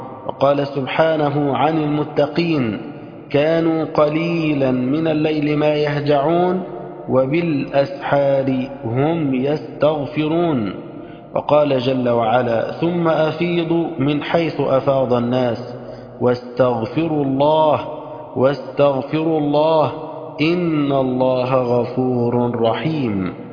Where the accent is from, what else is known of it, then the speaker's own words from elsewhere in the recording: Egypt; اللهم اجعل بلدنا مصر بلد الأمن والأمان.